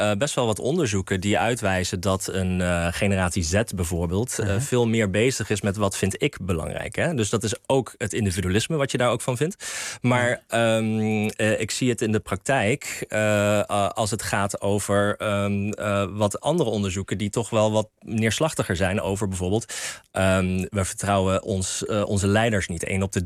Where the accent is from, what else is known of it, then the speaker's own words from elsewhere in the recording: United States; now in Netherlands; Ik ben opgegroeid in Amerika.